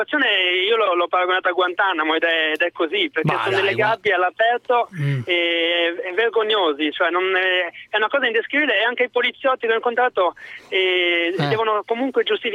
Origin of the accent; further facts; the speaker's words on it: Parma, Emilia-Romagna, Italy; io sono cresciuto a Parma, dove insomma i salumi sono il primo piatto